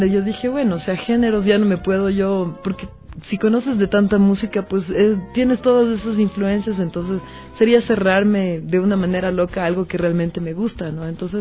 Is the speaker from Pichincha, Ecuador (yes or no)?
yes; Quito, Pichincha, Ecuador; also born or lived in Esmeraldas; yo soy quiteña, mi padre es esmeraldeño y mi mamá también es quiteña. Entonces, bueno, tengo dividido el corazón, como yo siempre digo, porque me pasé gran parte de mi vida en Esmeraldas también, con mi abuelita.